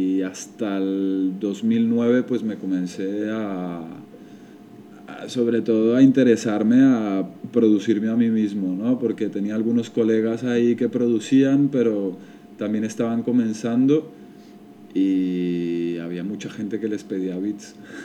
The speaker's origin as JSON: {"language": "Spanish", "region": "Bogotá", "country": "Colombia", "moved": "as an adult", "lives_now": "Barcelona, Spain", "said": "ya llevo 12 añitos aquí en esta ciudad. Yo soy de Bogotá y yo me vine cuando tenía 18 años. Aquí a Barcelona."}